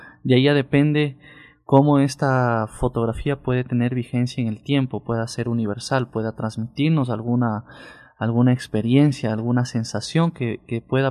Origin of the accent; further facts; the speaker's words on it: Quito, Pichincha, Ecuador; born there; Bueno, yo nací aquí en Quito, hace 31 años.